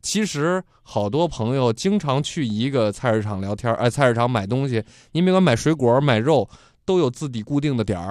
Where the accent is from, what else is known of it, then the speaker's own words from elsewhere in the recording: Hebei, China; accent: Hebei; 比你操一口安徽口音、嗯、或者我们河北口音